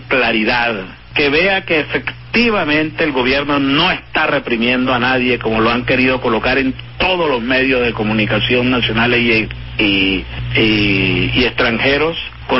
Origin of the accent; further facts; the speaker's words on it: Venezuela; Es una cadena que nos reconcilia, nos reconforta como venezolanos.